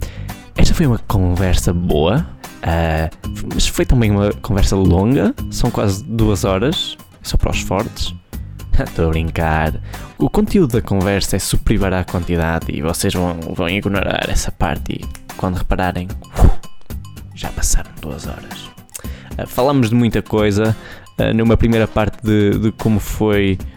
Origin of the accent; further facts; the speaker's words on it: Barcelinhos, Braga, Portugal; ele também é de Barcelinhos, terra de onde eu sou, é onde atualmente gravamos estas coisas